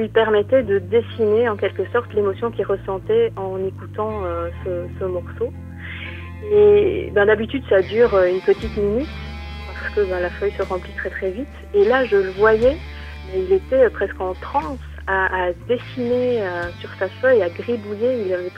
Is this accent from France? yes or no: no; Belgium; Je suis belge également, oui.